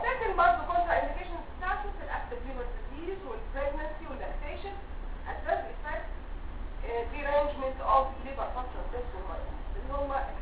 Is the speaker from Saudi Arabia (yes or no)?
no; Egypt; ويمكن مش موجود لسه عندنا في مصر.